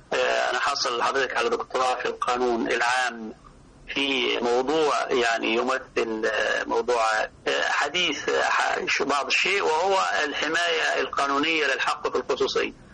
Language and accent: Arabic; Upper Egypt, Egypt; عندنا في الصعيد لما بيحصل خسوف للقمر بسميه القمر مخنوق